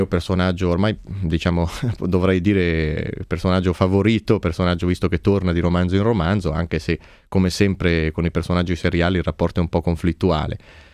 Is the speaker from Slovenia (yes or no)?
no; Switzerland; mi fanno i complimenti per come parlo bene italiano, pur essendo svizzero, con mia disperazione.